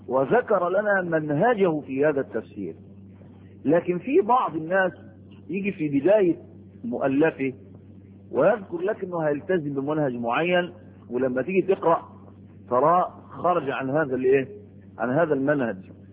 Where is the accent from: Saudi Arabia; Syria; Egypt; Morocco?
Egypt; بلد عندكم في مصر، في بلدنا مصر مشهورة ومعروفة